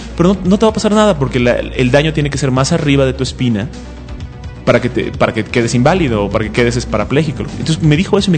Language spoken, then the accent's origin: Spanish; United States; now in Mexico; como fui criado en los Estados Unidos casi, tengo un sentido del humor muy americano